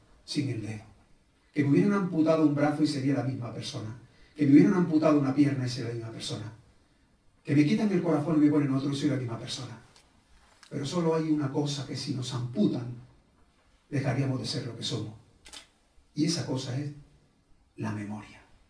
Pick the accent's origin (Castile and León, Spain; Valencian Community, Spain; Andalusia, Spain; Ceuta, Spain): Andalusia, Spain; Almodóvar del Río; born there; Yo nací en Almodóvar del Río, un pueblo cerca de Córdoba. Yo soy el almodóvarí.